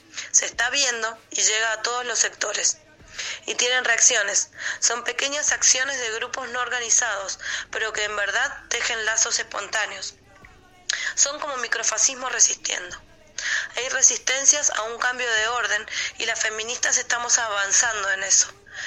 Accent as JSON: {"language": "Spanish", "country": "Chile", "said": "haciendo alusión sobre todo a que soy chilena"}